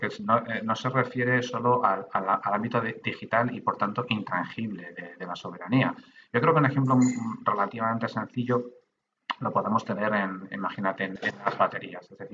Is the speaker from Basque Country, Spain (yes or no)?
yes; Basque Country, Spain; also born or lived in Galicia; soy gallego de adopción. En realidad soy medio gallego nada más. Porque mi padre era gallego, pero yo soy nacido y criado en el País Vasco. Lo que pasa es que luego volví a la tierriña para estudiar. Yo estudié ingeniería informática en La Coruña